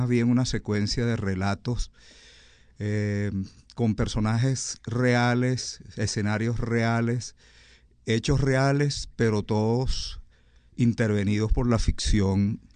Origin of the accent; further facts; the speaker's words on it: Delta Amacuro, Venezuela; La experiencia de haber pasado mi infancia en el Delta y parte de mi juventud es absolutamente invalorable.